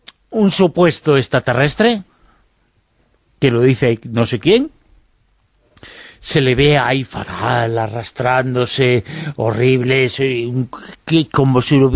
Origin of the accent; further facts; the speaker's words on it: Galicia, Spain; born there; que está al lado de el lugar donde yo nací, y sin embargo lo desconozco